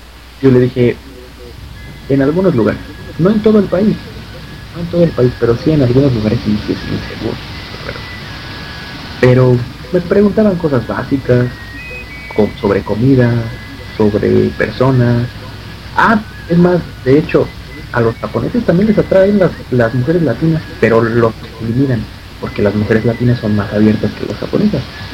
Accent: United States; saben que soy chicano, pues se ve mi bandera.

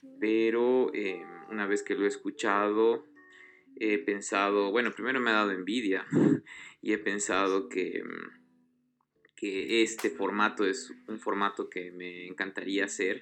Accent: Bolivia; soy boliviano

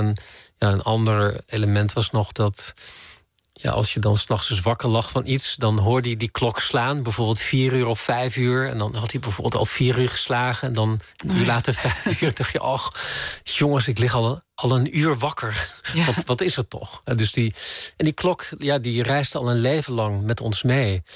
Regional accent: Emmen, Drenthe, Netherlands; En vanuit Drenthe, ik ben in Zuidoost-Drenthe opgegroeid in Emmen.

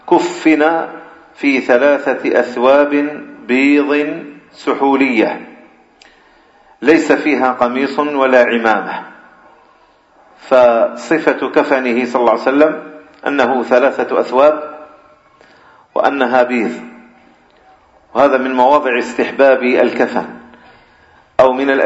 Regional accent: Algeria; بخاصة عندنا في الجزائر

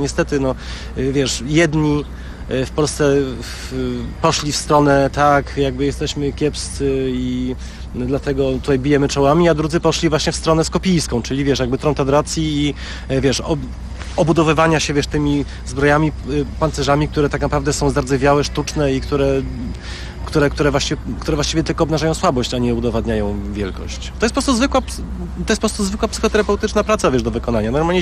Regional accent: Radom, Masovian Voivodeship, Poland; urodziłem się 10 kwietnia, jestem z Radomia

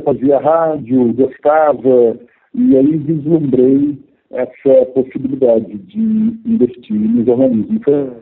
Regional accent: Minas Gerais, Brazil; also born or lived in Rio de Janeiro; morava em Varginha, sul de Minas Gerais, e fui fazer esse vestibular no Rio. Queria me mudar para o Rio de Janeiro. Eu sou mineiro, né?

